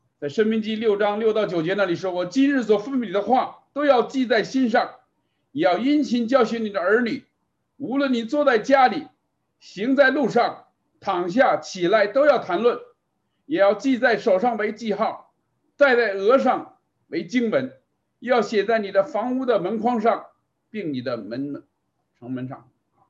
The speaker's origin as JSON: {"language": "Chinese", "country": "China", "said": "可是我们很多中国的家长啊，觉得孩子还小就送给自己的父母放回国内去看了啊"}